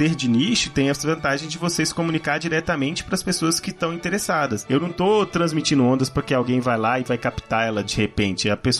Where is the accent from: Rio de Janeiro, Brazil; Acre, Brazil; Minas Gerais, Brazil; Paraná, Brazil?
Minas Gerais, Brazil; Ninguém vai perceber que a gente é mineiro.